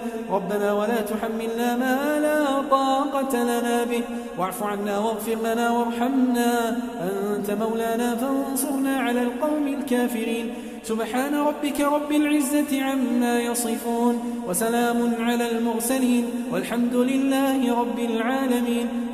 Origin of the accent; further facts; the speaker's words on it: Kuwait; اللهم احفظ بلدنا الكويت